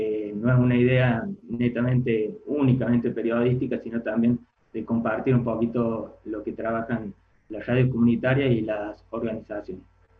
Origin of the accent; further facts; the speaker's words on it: Colonia Caroya, Córdoba, Argentina; soy de Colonia Carolla, provincia de Córdoba, de FM La Ronda, acá hablamos con la R.